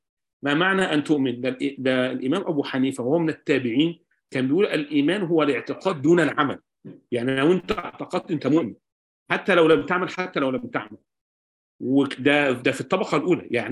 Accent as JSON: {"language": "Arabic", "country": "Egypt", "said": "إحنا عندنا في مصر التشريعات تتجاوز 50,000 مادة تشريعية"}